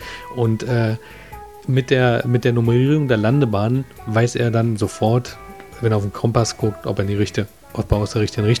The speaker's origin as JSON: {"language": "German", "region": "Berlin", "country": "Germany", "said": "Also ich bin ja auch Berliner"}